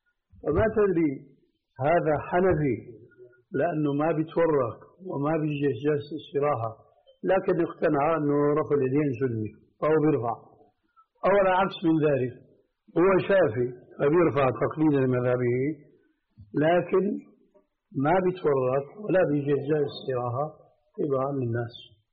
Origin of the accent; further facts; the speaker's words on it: Syria; أما جماهير الناس كما يقولون عندنا في سوريا هاتي له امشي